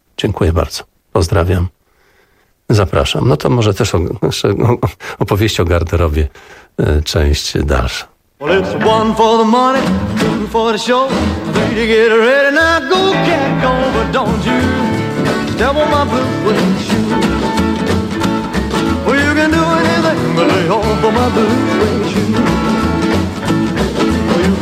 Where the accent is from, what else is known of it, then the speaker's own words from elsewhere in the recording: Pomeranian Voivodeship, Poland; ozdobiony po kociewsku, bo pochodzimy z tego regionu Polski